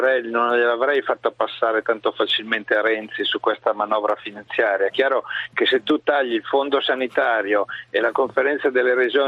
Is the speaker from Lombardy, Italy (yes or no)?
yes; Varese, Lombardy, Italy; Sono di Varese, non di Milano.